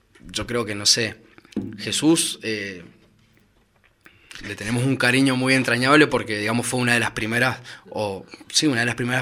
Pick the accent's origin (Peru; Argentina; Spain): Argentina; nosotros somos argentinos, vamos a aclarar así para las personas que están escuchando